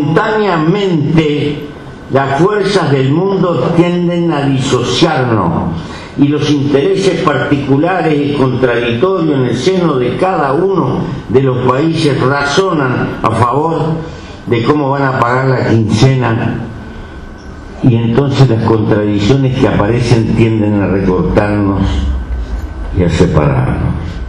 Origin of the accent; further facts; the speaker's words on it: Uruguay; Yo soy un uruguayo raro.